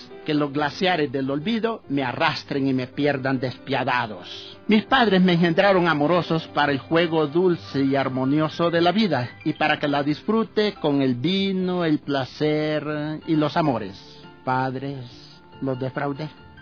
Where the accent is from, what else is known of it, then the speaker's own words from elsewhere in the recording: Honduras; moved away as an adult; Soy hondureño, pero ya vine aquí con mi lenguaje formado, con mi habla. De manera que a los 22 años yo ya hablaba como todo buen hondureño y entonces el acento lo traje